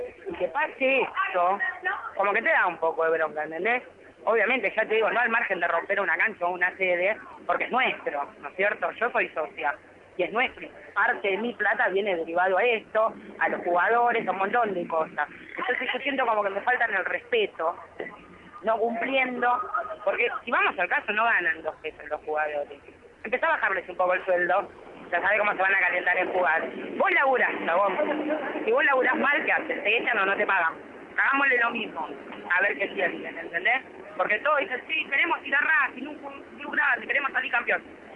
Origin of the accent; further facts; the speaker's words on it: Fiorito, Buenos Aires Province, Argentina; de Fiorito.